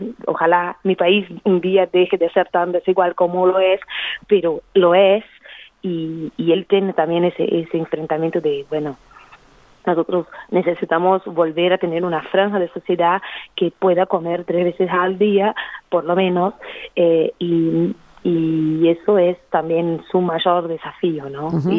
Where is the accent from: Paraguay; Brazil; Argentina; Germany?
Brazil; Spanish is a second language; Yo nunca había escuchado eso en 34 años de vida sentada en un bar en mi país.